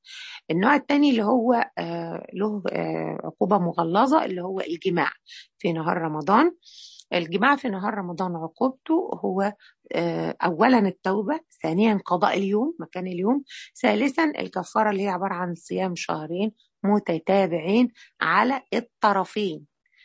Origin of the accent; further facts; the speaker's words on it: Egypt; الفطر اللي احنا مصريين يقول لك يجرح صيامه